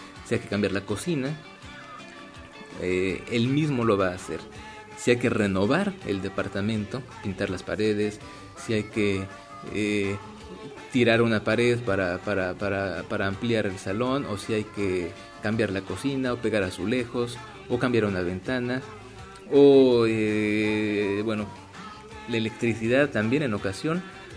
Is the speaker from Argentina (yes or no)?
no; Mexico; que yo los vi un poco diferentes en cuanto a México, que es de donde yo soy